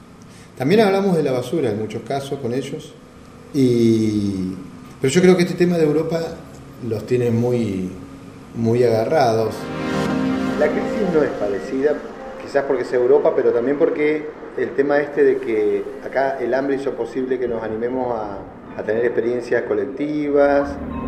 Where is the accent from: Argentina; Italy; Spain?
Argentina; quizás superar los errores que también nosotros como argentinos hemos cometido, ¿no?